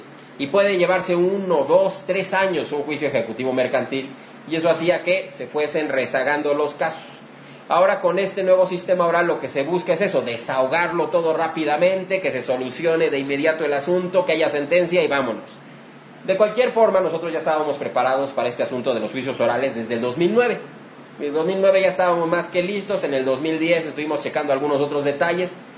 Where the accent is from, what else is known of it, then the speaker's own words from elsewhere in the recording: Mexico; es lo que tenemos que hacer ya como mexicanos